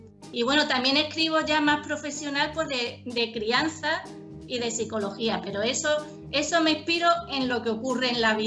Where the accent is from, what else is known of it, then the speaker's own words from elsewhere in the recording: Andalusia, Spain; Yo soy de cerquita, de Málaga, de la provincia de al lado. Y bueno, casi siempre he vivido en Málaga. Así que soy aquí, una poeta y escritora andaluza. Y mujer también, por supuesto.